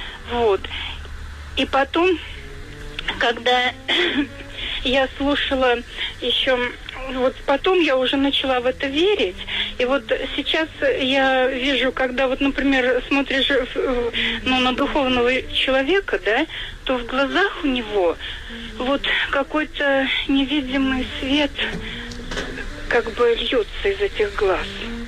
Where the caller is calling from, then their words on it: Saratov Oblast, Russia; Я из Саратовской области звоню.